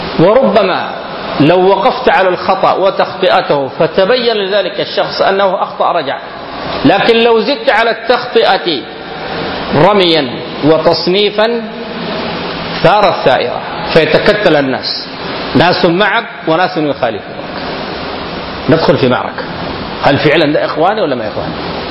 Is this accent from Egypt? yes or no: no; Sudan; فالقوم أثروا في كثير من الناس هنا في بلدنا السودان.